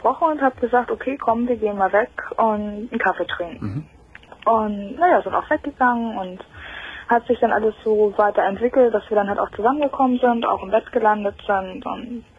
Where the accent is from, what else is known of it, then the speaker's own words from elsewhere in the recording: Hamburg, Germany; Also ich komme aus Hamburg.